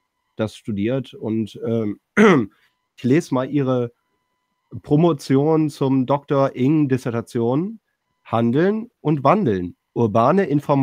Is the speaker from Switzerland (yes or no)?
no; Düsseldorf, North Rhine-Westphalia, Germany; aber als Düsseldorfer muss das mal sein.